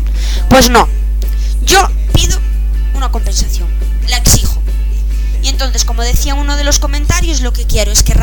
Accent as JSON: {"language": "Spanish", "region": "Galicia", "country": "Spain", "said": "primero, como buena gallega que sale en un programa, para saludar."}